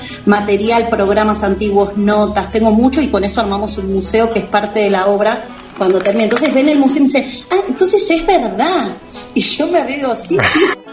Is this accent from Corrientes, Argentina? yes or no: no; Córdoba, Argentina; Y muchas son de Buenos Aires, otras somos de Córdoba, bueno, andamos desperdigadas